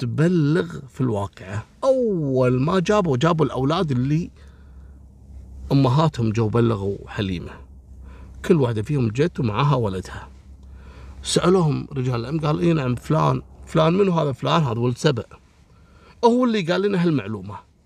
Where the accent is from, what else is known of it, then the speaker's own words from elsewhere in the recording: Kuwait; حتى عندنا في الكويت كثير تحصل سرقة الأغطية وتلقى المجاري مفتوحة